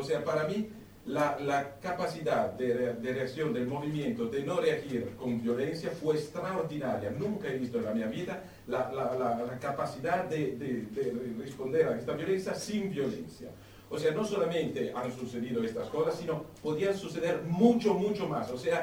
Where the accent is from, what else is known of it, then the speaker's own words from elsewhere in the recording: Italy; Spanish is a second language; Yo soy italiano, soy profesor de la escuela pública y estaba allí en la plaza aquel día.